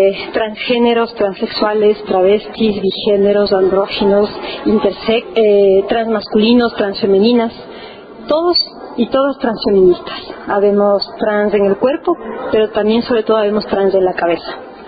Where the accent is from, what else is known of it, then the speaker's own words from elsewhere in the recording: Ecuador; soy ecuatoriana